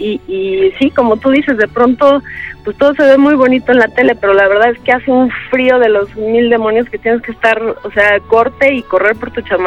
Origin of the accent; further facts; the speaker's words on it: Mexico; que muchas veces como mexicano ni siquiera conoces lo que tienes junto, ¿no?